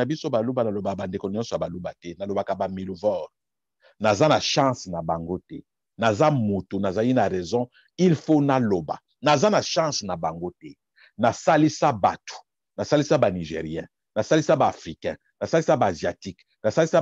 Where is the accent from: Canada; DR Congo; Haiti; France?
DR Congo; Mais nazali congolais. Je suis congolais. La Corée au coréen, le Congo au congolais. Je suis congolais.